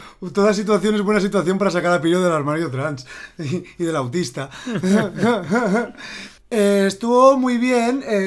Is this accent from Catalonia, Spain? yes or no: no; Valencia, Valencian Community, Spain; nosotros somos del Cabañal. El Cabañal es un barrio muy particular